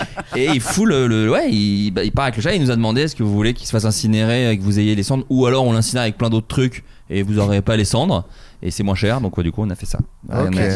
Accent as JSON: {"language": "French", "region": "Bourgogne-Franche-Comté", "country": "France", "tie": "born or raised there", "lives_now": "Paris, France", "said": "Donc moi, voilà, j'ai grandi en Bourgogne."}